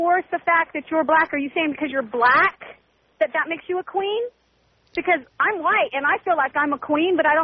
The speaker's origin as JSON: {"language": "English", "country": "United States", "said": "But in my opinion, I'm proud that I'm an American."}